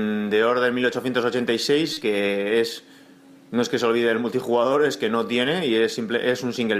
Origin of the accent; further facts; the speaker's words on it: San Sebastián, Basque Country, Spain; de San Sebastián otra vez.